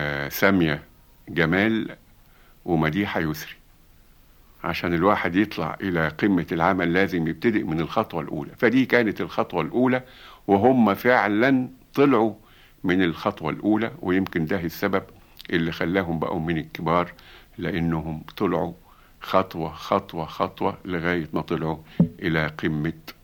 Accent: Egypt; ده كلمة بنقولها إحنا يا مصريين

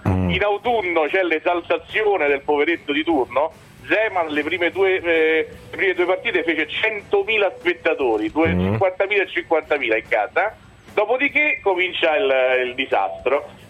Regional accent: Rome, Lazio, Italy; romano di testaccio, io sono nato a Roma e cresciuto tutta la vita a testaccio, il mio quartiere.

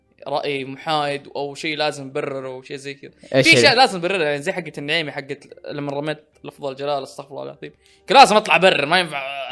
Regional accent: Saudi Arabia; ما اقول عشان اني سعودي يبين الحين ان انا متحيز

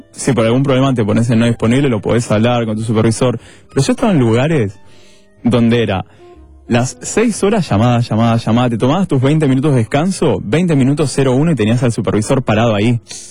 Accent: San Martín, Argentina; Yo soy de San Martín.

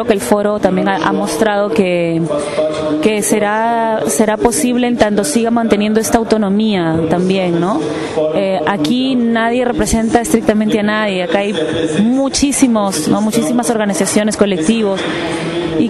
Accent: Peru; soy de Perú

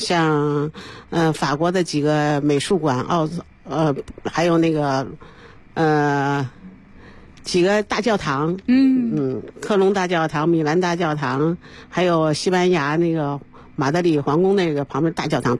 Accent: Beijing, China; born there; 我是生在北京，其实我家里是山东蓬莱人。

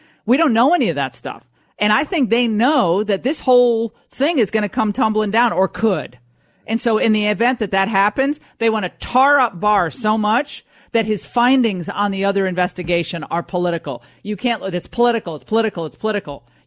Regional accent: Connecticut, United States; This was my home state of Connecticut Senator, Dick Blumenthal

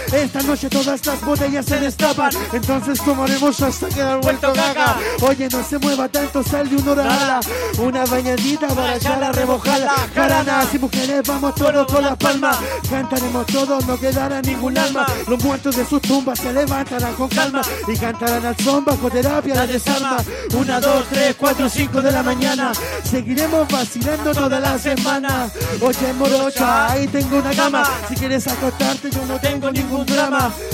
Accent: Chile; ¡Ey, Chile! Porque somos chilenos, hermano

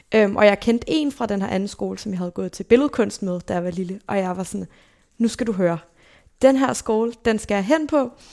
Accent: Zealand, Denmark; also born or lived in Copenhagen; jeg blev født i København

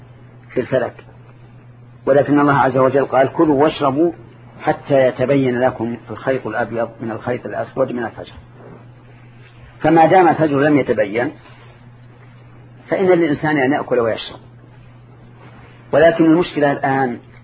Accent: Saudi Arabia; لكن عندنا في السعودية

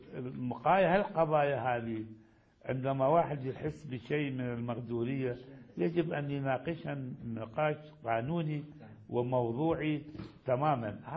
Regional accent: Iraq; حتى كان عندنا في العراق أساتذة يأتون

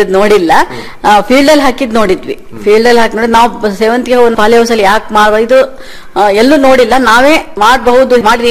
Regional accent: Sagar, Karnataka, India; ನಮ್ಮೂರು ಸಾಗರ ಸರ್, ಸಾಗರದ ಹಳ್ಳಿ ಸಿರಿಗೊಪ್ಪೆ ಅಂತ.

